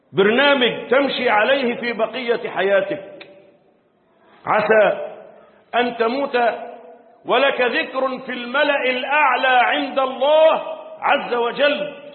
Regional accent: Egypt; اللهم احفظ بلدنا مصر

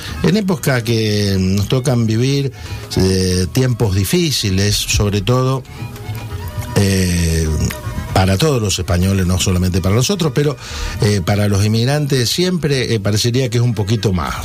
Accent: Litoral, Argentina; Y allá por mi pueblo, o por mi tierra, en la zona allí del litoral

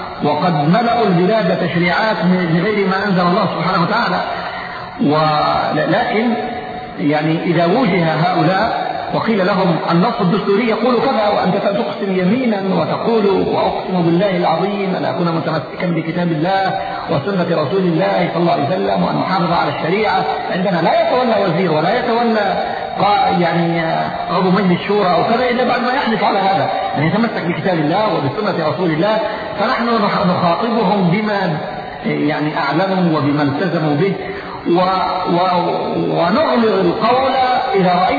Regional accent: Yemen; يعني الموضوع عندنا في اليمن يختلف بعض الشيء عن غيره

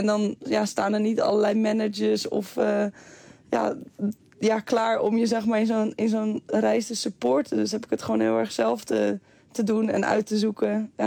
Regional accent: Netherlands; Dat merk ik gewoon dat het echt nog wel lastig is hoor, als Nederlandse.

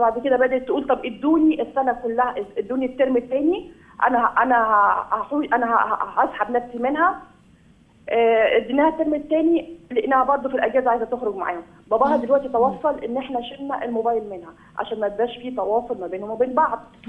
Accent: Upper Egypt, Egypt; بس احنا طبعا في عندنا في الصعيد الثانوي في مدارس حكوميه

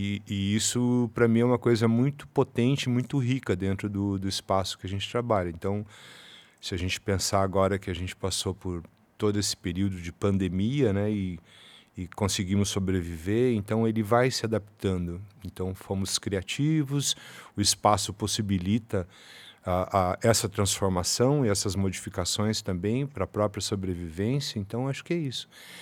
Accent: Faxinal, Paraná, Brazil; Quando era criança, em Faxinal, uma cidade do interior do Paraná, eu brinquei por duas vezes em hospitais abandonados

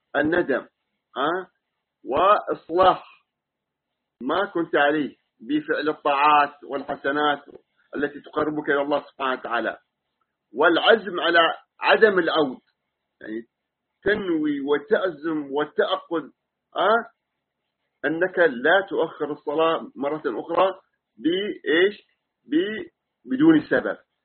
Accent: United Arab Emirates; ونحن من أهل الإمارات

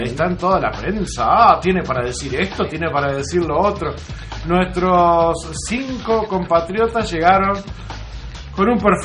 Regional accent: Uruguay; Duele como uruguayo.

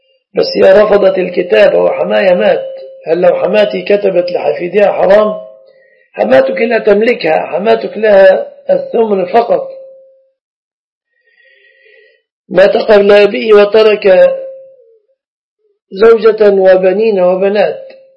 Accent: Egypt; أما في التقييد الكلي فالشبكة في بلادنا مصر من الصداق

